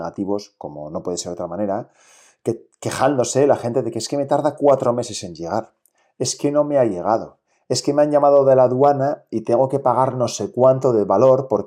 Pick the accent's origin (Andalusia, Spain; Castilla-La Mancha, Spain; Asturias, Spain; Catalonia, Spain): Asturias, Spain; inglés lo hablo muy mal, lo hablo como, no sé, o sea, regulinchi. Español, bien. Y catalán me defiendo, aunque soy asturiano, y portugués voy ahí.